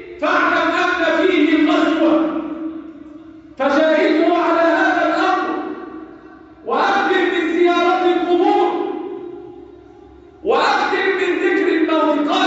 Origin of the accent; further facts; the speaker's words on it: Egypt; اللهم احفظ بلدنا مصر وسائر بلاد المسلمين